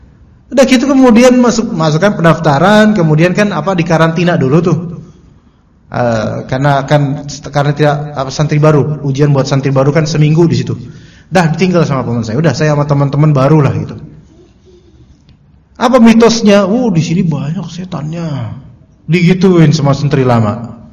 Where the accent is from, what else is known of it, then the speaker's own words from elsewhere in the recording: Jakarta, Indonesia; Ya mohon maaf nih ya, kita orang Betawi juga gitu.